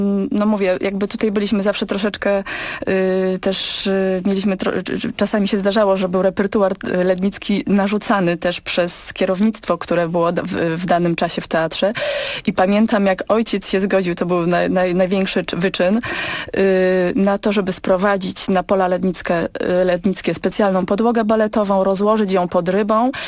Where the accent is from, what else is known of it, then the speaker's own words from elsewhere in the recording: Silesian Voivodeship, Poland; now in Poznań, Poland; ponieważ wychowałam się na Śląsku i tam usłyszałam pierwszą transmisję z pól lednickich w 97 roku.